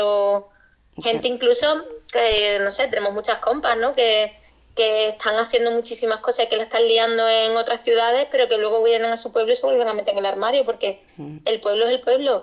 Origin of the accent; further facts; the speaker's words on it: Arcos de la Frontera, Andalusia, Spain; somos tres loquillas de Arcos de la Frontera, en la comarca de la Sierra de Cádiz, que pues son dos amigos gays y yo, que soy pues bollo de pata negra